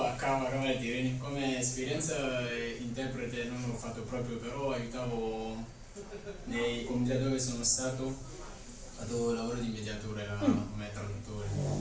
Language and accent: Italian; Côte d’Ivoire; Italian is a second language; Io vengo dalla Costa d'Avorio come da lui.